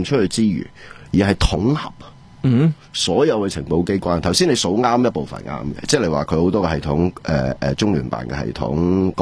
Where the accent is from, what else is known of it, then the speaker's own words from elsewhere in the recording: Hong Kong; 我哋香港人